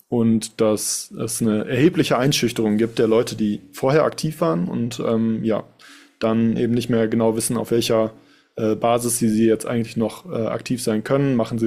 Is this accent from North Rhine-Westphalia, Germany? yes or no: yes; Duisburg, North Rhine-Westphalia, Germany; Wie gesagt, ich selbst bin aus Duisburg und habe das hier mitbekommen, wie es hier abgelaufen ist.